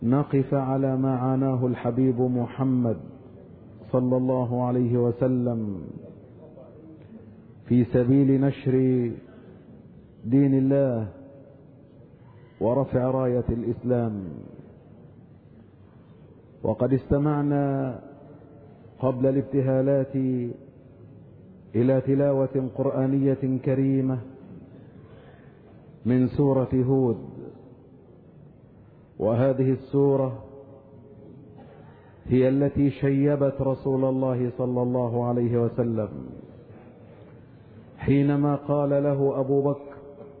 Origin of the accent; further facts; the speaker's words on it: Egypt; وأن يحفظ بلادنا مصر من كل مكروه وسوء